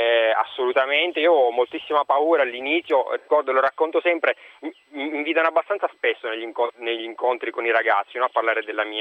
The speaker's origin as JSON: {"language": "Italian", "region": "Abruzzo", "country": "Italy", "said": "Io sono abruzzese."}